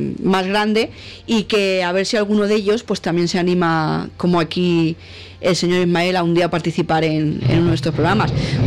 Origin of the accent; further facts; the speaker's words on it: Catalonia, Spain; born there; yo emito desde Cataluña. Aunque casi que soy más madrileña, pero no. Yo nací en Cataluña y emito desde Cataluña.